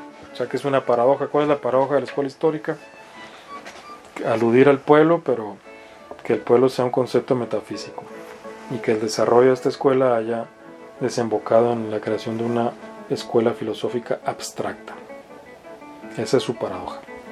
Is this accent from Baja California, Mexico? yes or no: yes; Mexicali, Baja California, Mexico; Yo que soy oriundo de Mexicali, el norte de México, cuando vuelvo a Mexicali de pronto noto palabras nuevas o expresiones nuevas.